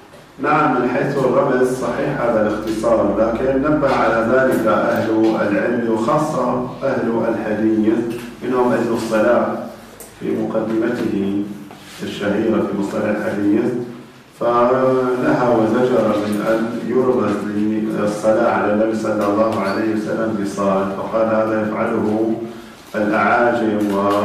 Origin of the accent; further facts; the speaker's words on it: Syria; هذه الكتب عندنا في سوريا في الأصل ممنوعة